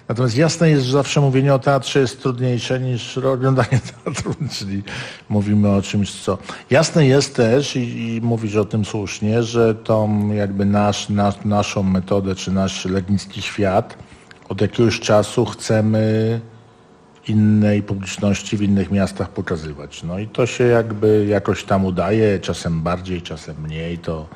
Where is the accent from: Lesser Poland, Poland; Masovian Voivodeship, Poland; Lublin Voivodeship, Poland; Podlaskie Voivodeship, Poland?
Lesser Poland, Poland; Tarnów; ja się nie chcę wyprowadzać z Tarnowa, bo jakby no jestem tarnowianinem